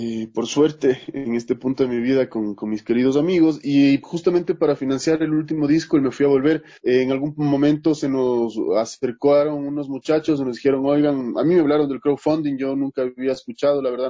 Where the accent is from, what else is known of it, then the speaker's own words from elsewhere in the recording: Quito, Pichincha, Ecuador; como quiteños, en mi caso, que tengo además un legado lojano bastante fuerte por mi familia